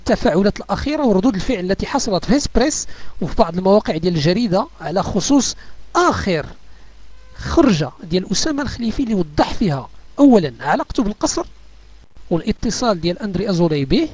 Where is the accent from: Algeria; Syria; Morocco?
Morocco; حنا كمغاربه حنا مسيحيين مغاربه